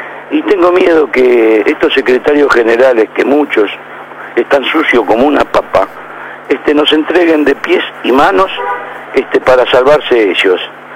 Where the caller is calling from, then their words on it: La Boca, Buenos Aires, Argentina; de la Boca.